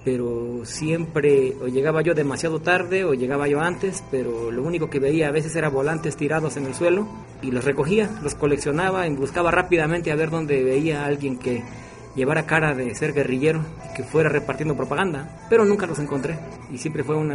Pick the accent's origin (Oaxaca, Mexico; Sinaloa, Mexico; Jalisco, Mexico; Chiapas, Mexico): Oaxaca, Mexico; Miahuatlán; also born or lived in Mexico City; soy originario de Miahuatlán, Oaxaca. Miahuatlán es un municipio de la zona centro de Oaxaca. Y viví allí hasta los 12 años. Estudié allí hasta el quinto año de primaria, el sexto año lo estudié en el DF. Volví para estudiar la secundaria a Miahuatlán.